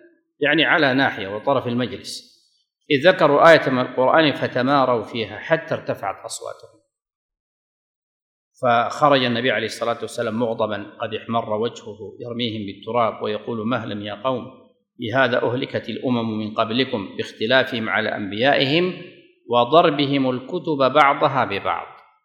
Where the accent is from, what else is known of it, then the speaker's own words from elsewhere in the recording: Sudan; هذا كان يقال عندنا في السودان